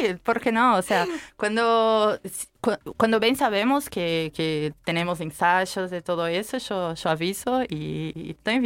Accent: Brazil; soy brasileña, claro.

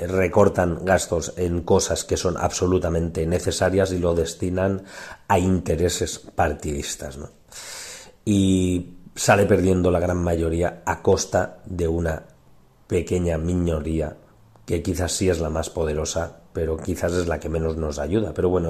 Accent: Ontinyent, Valencian Community, Spain; la catástrofe cerca de mi pueblo, yo por suerte, Ontinyent, hemos tenido muchísima suerte y apenas nos ha tocado

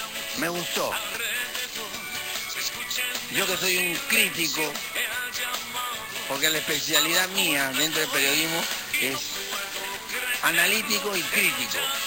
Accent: Peru; me compete a mí con todo el derecho porque soy peruano

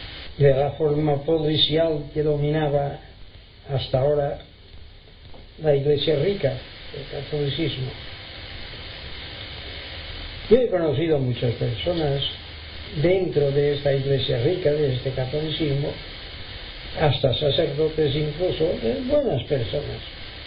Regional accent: Palma, Balearic Islands, Spain; also born or lived in Inca; Bueno, soy mallorquín, he nacido en Inca, desde niño resido en Palma.

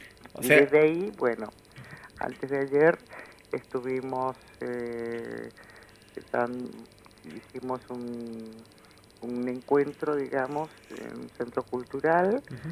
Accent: Chile; born there; moved away; El hecho de ser palestinos, o sea, yo nací en Chile, vine en el año principios del 74, después del golpe militar en el país en el que yo nací

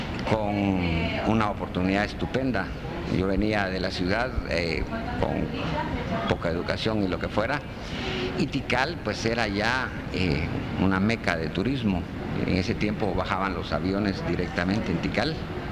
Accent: Amatitlán, Guatemala Department, Guatemala; moved away as an adult; now in Petén, Guatemala; Aunque mi infancia la crecí en Amatitlán, o sea, donde mi familia vivía en Amatitlán, y el nacer pues fue el incidente de ir a un hospital en la ciudad. Y me trasladé al Petén a los 20 años de edad.

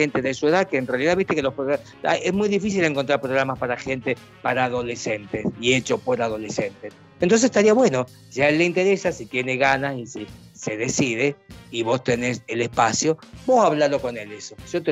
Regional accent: Italy; now in Argentina; soy un italiano que vive en Argentina, pero no soy el cubano, soy italiano argentino

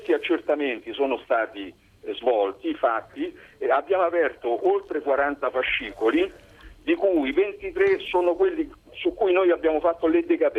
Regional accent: Velletri, Lazio, Italy; sono di Velletri, dove … sono solamente due, non hanno altri parenti.

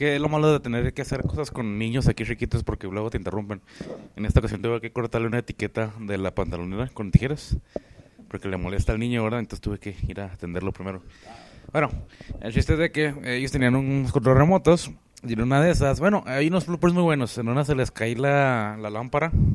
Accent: Ciudad Juárez, Chihuahua, Mexico; Es que soy de Juárez y no hay que comer.

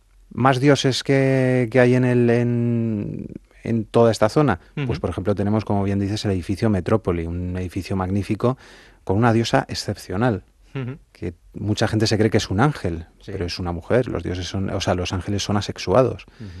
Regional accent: Madrid, Community of Madrid, Spain; los que somos madrileños como tú y yo de pura cepa

